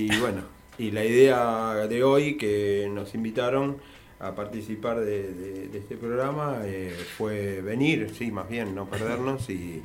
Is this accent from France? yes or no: no; Argentina; lo que tenga que ver con nosotros como país, como Argentina